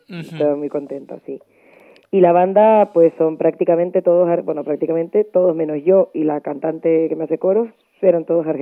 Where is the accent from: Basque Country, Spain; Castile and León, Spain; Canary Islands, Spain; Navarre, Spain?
Canary Islands, Spain; Y que yo soy de aquí, ¿sabes? Eso lo llevo yo en los genes y en todos sitios, yo me siento canaria.